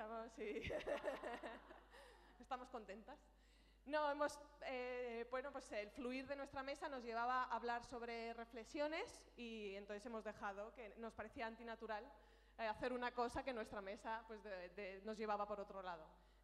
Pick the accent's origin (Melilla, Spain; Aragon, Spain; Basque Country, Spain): Aragon, Spain; me están todo el día diciendo que se me nota que soy de Aragón